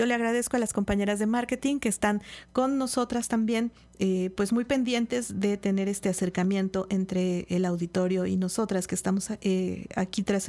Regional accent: Xalapa, Veracruz, Mexico; al menos para quienes somos de Jalapa, reconocemos como una zona bastante conflictiva

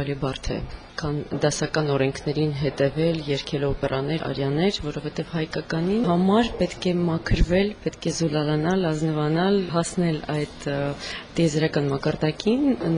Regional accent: Yerevan, Armenia; ապրում եմ Հայաստանում, ծնվել եմ Հայաստանում, Երևանում եւ մեծացել եմ եւ որոշել եմ, որ այնտեղ պետք է շարունակվեմ։

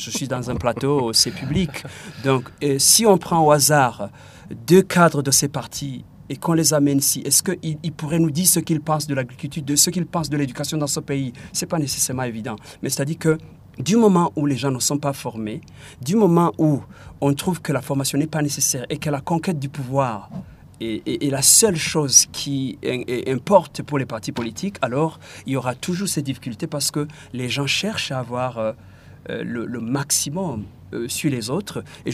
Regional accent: Burundi; les partis politiques chez nous au Burundi sont devenus des machines pour conquérir le pouvoir.

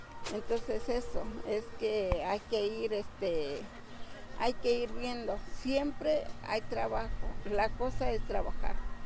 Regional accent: San Bernardino Tlaxcalancingo, Puebla, Mexico; Soy de San Bernardino, Tlaxcalancingo.

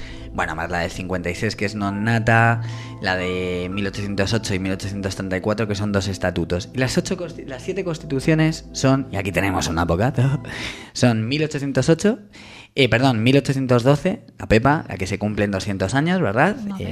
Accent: Madrid, Community of Madrid, Spain; Lo digo como profesor de historia, como madrileño

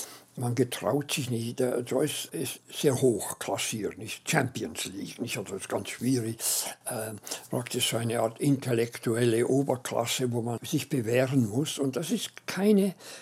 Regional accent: Switzerland; ich dachte, wenn ich als Schweizer mit angelerntem Englisch mit der Zeit irgendwie mit diesem Buch Ulysses zurechtkomme, dann können es grundsätzlich alle anderen.

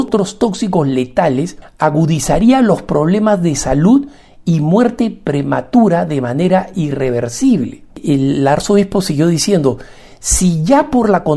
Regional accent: Peru; como peruano de un país minero, y no solamente eso, como hijo de un proveedor de la minería de oro

